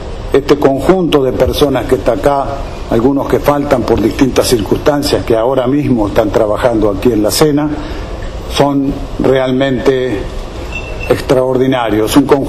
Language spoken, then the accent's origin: Spanish; Santa Fe, Argentina; born there; somos de Santa Fe, estamos en Santa Fe, yo nací en Santa Fe, es una hermosísima ciudad Santa Fe, provincia Santa Fe.